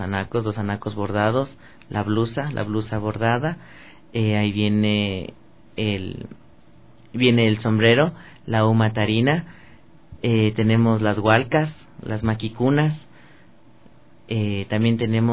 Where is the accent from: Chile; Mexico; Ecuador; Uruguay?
Ecuador; como somos ecuatorianos